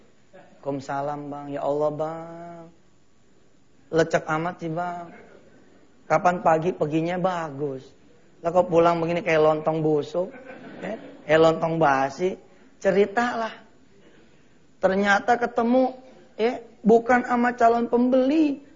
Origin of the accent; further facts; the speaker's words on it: Jakarta, Indonesia; Takziman nih kalau kita orang Betawi punya nih